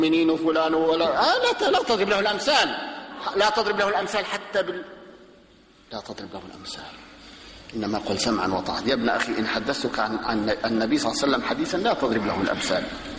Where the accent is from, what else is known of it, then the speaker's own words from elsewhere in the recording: Damascus, Damascus Governorate, Syria; عندنا في دمشق في أربع محارب تقام، أربع جماعات